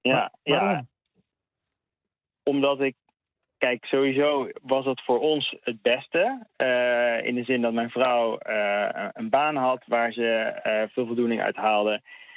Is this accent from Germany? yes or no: no; Barcelona, Catalonia, Spain; Ik zit er iets buiten, maar inderdaad, het is mijn thuisstad.